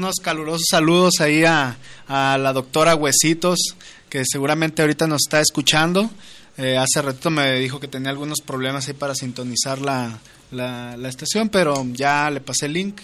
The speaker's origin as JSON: {"language": "Spanish", "town": "Guadalajara", "region": "Jalisco", "country": "Mexico", "said": "No, sí soy de Guadalajara, pero sí, tengo mucha familia ahí en tierras coloradas."}